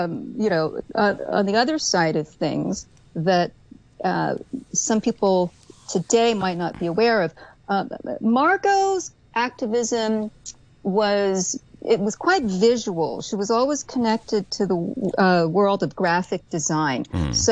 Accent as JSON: {"language": "English", "region": "New York", "country": "United States", "said": "As a New Yorker, it's hard for me to admit that."}